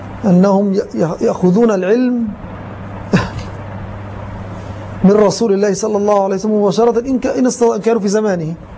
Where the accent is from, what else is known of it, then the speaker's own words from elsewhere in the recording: Egypt; وما أكثرهم في زماننا وفي بلدنا مصر للأسف